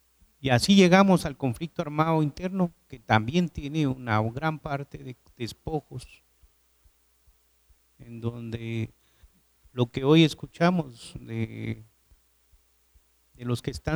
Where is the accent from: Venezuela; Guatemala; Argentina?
Guatemala; somos ciudadanos guatemaltecos.